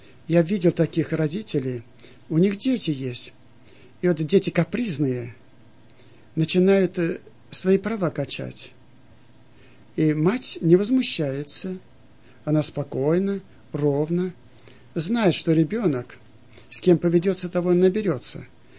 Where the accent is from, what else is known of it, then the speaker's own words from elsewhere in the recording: Aleysk, Altai Krai, Russia; в детстве я в Алтайском крае жил, в городе Алейске